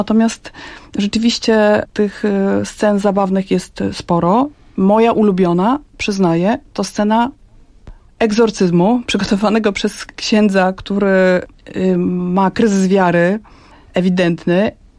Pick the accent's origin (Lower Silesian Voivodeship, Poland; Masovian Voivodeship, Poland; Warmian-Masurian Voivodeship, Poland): Masovian Voivodeship, Poland; Pionki; pochodzi z mojego rodzinnego miasta, z Pionek.